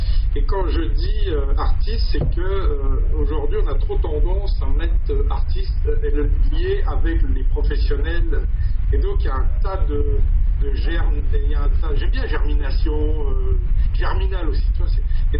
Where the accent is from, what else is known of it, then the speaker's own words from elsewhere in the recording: Auvergne-Rhône-Alpes, France; now in Saint-Maurice, France; je suis actuellement depuis 2004 dans les Vosges. À la base, je suis savoyard et je suis venu travailler il y a quelques années en Alsace. Et suite à un problème personnel, je suis venu habiter ici à Saint-Maurice.